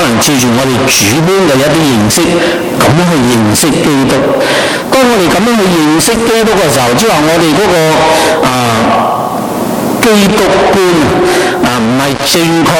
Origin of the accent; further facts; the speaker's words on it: China; 我们回到我们中国人的文化里面呢